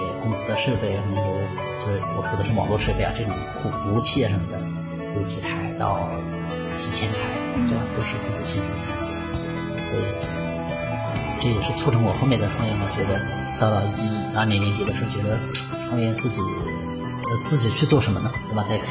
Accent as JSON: {"language": "Chinese", "region": "Hunan", "country": "China", "said": "我是湖南人，然后呢也是农村的"}